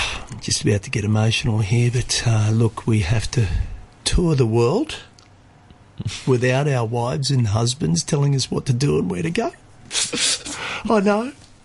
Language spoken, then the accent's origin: English; Australia; I'm Australian Aboriginal